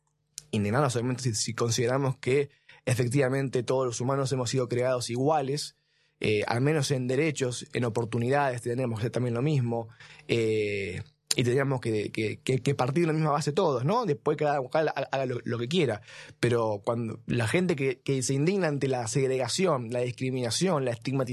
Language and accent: Spanish; Argentina; descendiente de inmigrantes, somos todos argentinos